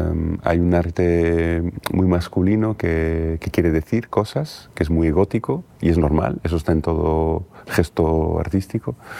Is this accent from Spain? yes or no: yes; Galicia, Spain; Precisamente como gallego no es raro que me interese el desierto.